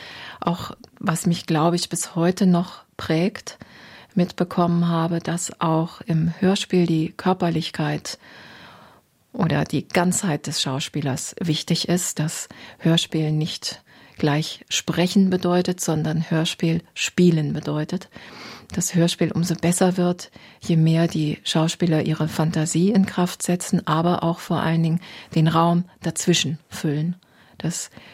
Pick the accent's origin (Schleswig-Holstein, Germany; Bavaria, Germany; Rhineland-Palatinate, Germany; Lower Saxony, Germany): Lower Saxony, Germany; Osnabrück; born there; moved away as an adult; also born or lived in Tübingen / Berlin; Ich bin geboren in Norddeutschland, in Osnabrück, bin dann zum Studium nach Tübingen gegangen, möglichst weit weg. Ich wollte was erleben, ein bisschen weg aus der norddeutschen Tiefebene, habe Philosophie und Germanistik studiert, bin dann nach 2 Jahren in die Großstadt nach Berlin